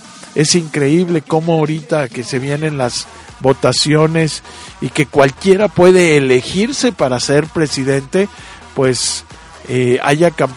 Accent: Mexico; nosotros como mexicanos, la verdad es que tenemos que obedecer todas las leyes que están ahí, servir y defender a la patria

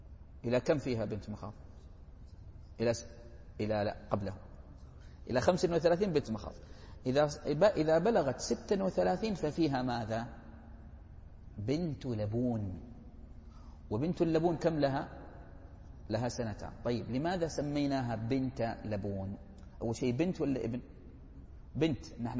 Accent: Hejaz, Saudi Arabia; مفروض لأنه انفرد عن أمه في العرف عندنا في الحجاز

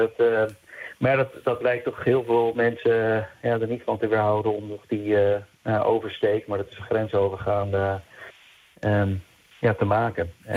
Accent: Netherlands; Ik kom zelf uit Nederland, kom ik uit een heel klein dorpje. En ik had tot ik echt ging studeren bij zo'n spreken, was ik in een, wat dat er gaat, een heel beschermde, toch een blanke omgeving.

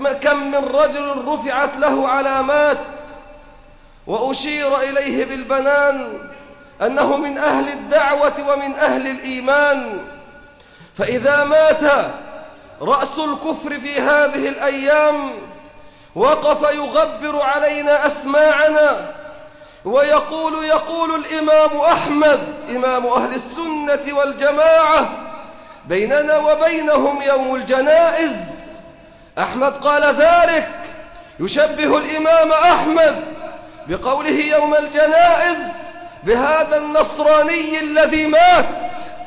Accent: Egypt; حتى في بلادنا مصر مستضعفون، إلا أن يشاء الله بنا رحمة.

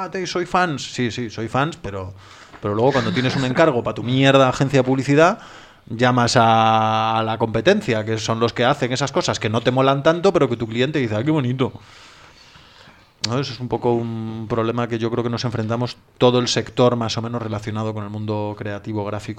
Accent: Galicia, Spain; yo además como gallego, imprescindible para entender Galicia y entender la economía gallega

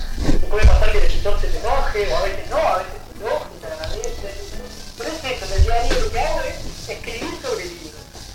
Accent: Canelones, Uruguay; born there; also born or lived in Santa Lucía; Nací en Canelones, viví un tiempo en Santa Lucía, ahí cerca del paseo, porque ahí en la parte como atrás del paseo, digamos, en un barrio de Santa Lucía, en la calle Borges. Y después no, vivo en Canelones, ahora vivo en Canelones.

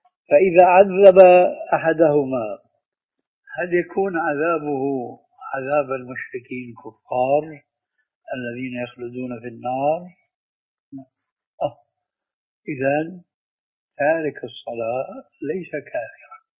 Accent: Syria; وعندنا في الشام

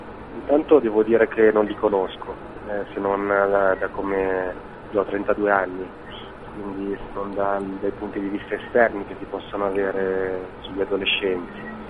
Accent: Milan, Lombardy, Italy; Io sono di Milano, quindi sono nato e cresciuto in città, circolato dalle persone.

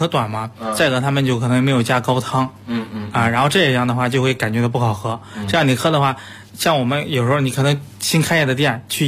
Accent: Henan, China; 最开的时候，就是可能就在我们河南那块喜欢吃

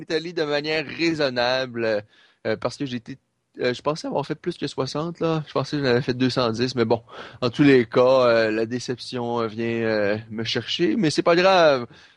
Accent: Canada; En tant que Canadien, on peut être fier de sa performance.

